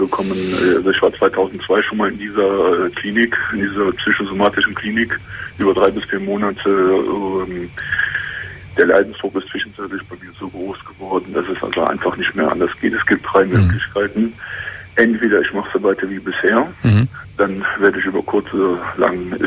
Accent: Cologne, North Rhine-Westphalia, Germany; aber ich komme aus Köln

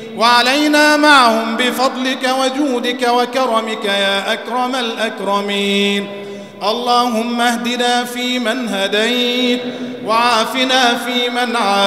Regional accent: Egypt; اللهم اجعل بلدنا مصر أمنا أمانا

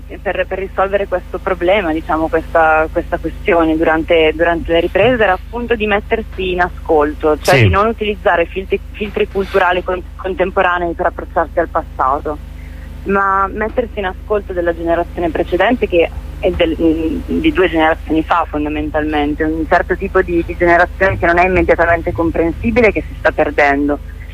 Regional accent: Bergamo, Lombardy, Italy; perché anche io sono di Bergamo e forse ero molto più esposta a questi racconti

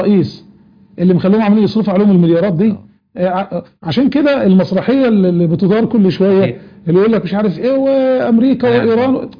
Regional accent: Egypt; كان عندنا في مصر في التوقيت اللي انت بتحكي عنه ده كانت الناس ما تعرفش يعني ايه شيعه اصلا.

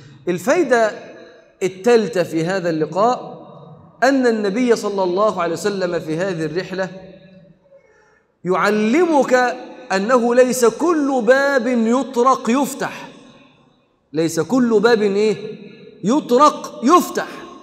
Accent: Egypt; جالي واحد لبناني قال لي انت من وين انت؟ قلت له من مصر. قال لي من مصر ما شاء الله ام الدنيا، فرحان قوي ان انا من مصر.

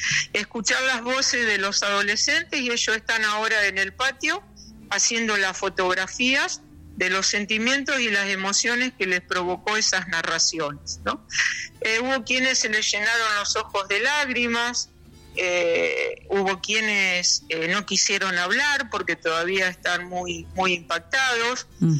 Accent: San Nicolás, Buenos Aires Province, Argentina; born there; moved away as an adult; now in Castelli, Argentina; Yo quizás por el acento ya se habrán dado cuenta, soy nacida en San Nicolás, provincia de Buenos Aires. Y hace 30 años que vivo aquí en Castelli, así que soy rechaqueña.

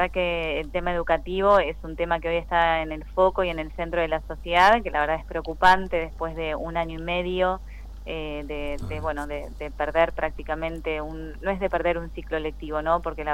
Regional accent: General Villegas, Buenos Aires Province, Argentina; Yo soy de General Villegas, si bien ahí como me presentaste, yo empecé muy de abajo en realidad. Uh-huh. Siempre viví en General Villegas

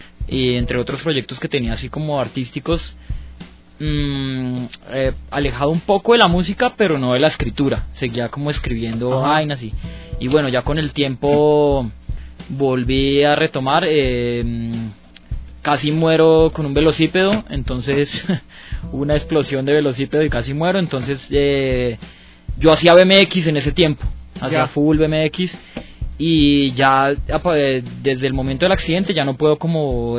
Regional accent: La Dorada, Caldas, Colombia; atraviesa gran parte de Colombia, atraviesa La Dorada, mi pueblo, atraviesa otros pueblos del Tolima.

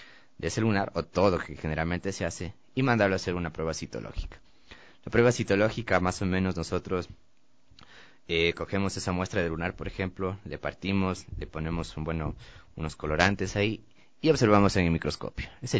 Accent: Quito, Pichincha, Ecuador; incluso yo por el hecho de ya haber nacido y crecido en Quito

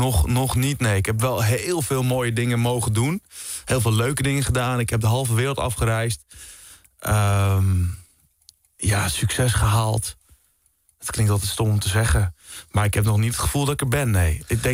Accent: Beverwijk, North Holland, Netherlands; Ik kom uit oorspronkelijk Beverwijk.

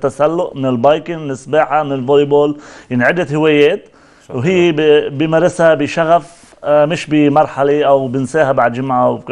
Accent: Shbaniyeh, Mount Lebanon, Lebanon; accent: Lebanese; انا لبناني لهجتي اللبنانيه ابن جبل ابن شبنيه يعني بفتخر انه انا اكون لبناني

